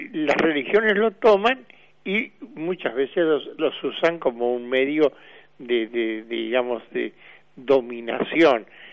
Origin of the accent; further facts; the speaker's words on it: Argentina; No, por favor, somos bien argentinos.